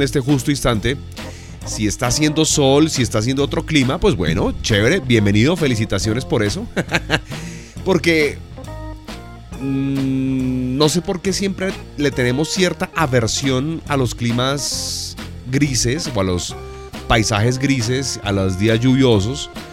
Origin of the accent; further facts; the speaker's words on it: Bogotá, Colombia; Pero bueno, soy bogotano, me encanta el frío.